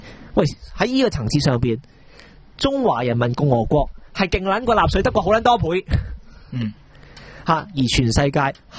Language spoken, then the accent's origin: Cantonese; Hong Kong; 我哋香港人唔使咁妄自菲薄